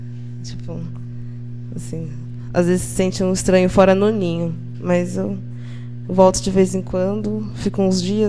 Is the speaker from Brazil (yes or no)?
yes; Jaú, São Paulo, Brazil; moved away as an adult; now in São Carlos, Brazil; Eu sou de Jaú, que fica uma hora e quinze daqui de São Carlos. É uma cidade bem menor, que tem mais ou menos uns 140 mil habitantes. Eu nasci e cresci lá. Fiquei até os 22